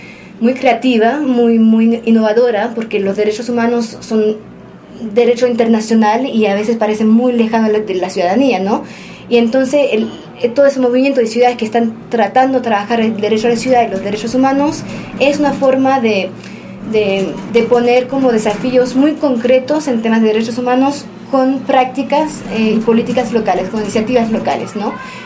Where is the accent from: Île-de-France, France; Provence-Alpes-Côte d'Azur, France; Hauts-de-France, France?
Île-de-France, France; Paris; yo estoy trabajando durante 6 años para esos barrios populares del norte de París, de donde vengo